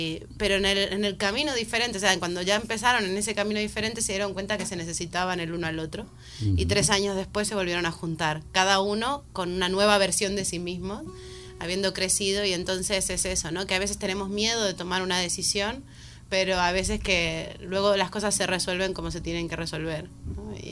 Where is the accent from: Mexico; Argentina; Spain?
Argentina; soy argentina, no que lo sepan, es lo que hay.